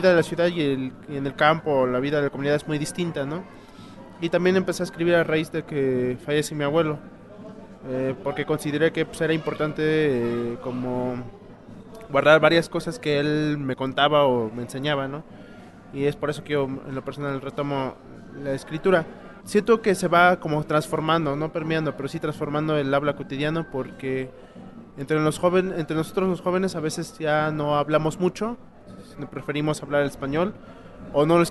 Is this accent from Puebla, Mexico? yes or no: yes; Puebla, Mexico; first language Totonac; Spanish is a second language; soy del estado de Puebla, de la Sierra Norte del mismo estado. Yo hablo el tutunacú, la forma castellana es totonaca.